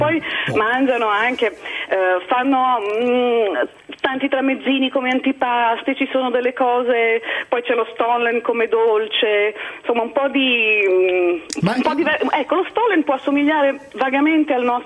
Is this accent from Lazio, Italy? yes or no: no; Liguria, Italy; io sono ligure e a Natale si mangia il capomagro e la sacrepantina